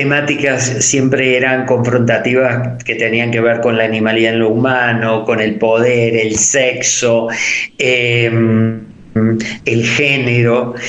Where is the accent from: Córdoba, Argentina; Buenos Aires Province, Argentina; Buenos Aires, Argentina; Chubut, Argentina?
Córdoba, Argentina; soy artista, soy cordobés, soy escultor